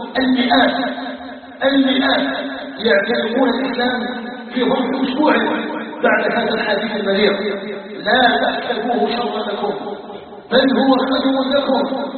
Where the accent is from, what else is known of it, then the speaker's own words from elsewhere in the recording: Algeria; هي قضية بلدنا الجزائر. وما أدراكم الجزائر؟ الجزائر قطعة من بلاد الإسلام، فيها نبتنا وعلى حبها أيها الناس ثبتنا.